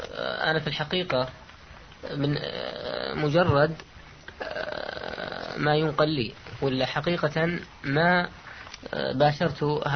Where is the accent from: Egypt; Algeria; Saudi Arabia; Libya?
Saudi Arabia; الموجود عندنا في